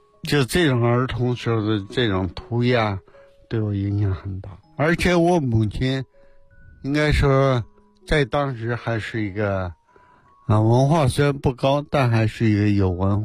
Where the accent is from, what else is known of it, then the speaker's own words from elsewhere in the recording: Yabuli, Heilongjiang, China; 没条件，在黑龙江省。后来念小学在亚布力滑雪